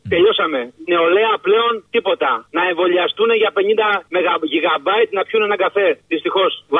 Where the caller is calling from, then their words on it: Aigio, Western Greece, Greece; είμαι από το Αίγιο, έχουμε ξαναμιλήσει πολλές φορές.